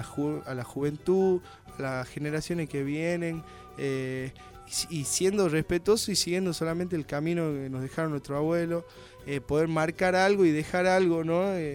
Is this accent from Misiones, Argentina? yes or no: no; Jujuy, Argentina; conocer la poesía de mi tierra, de Jujuy.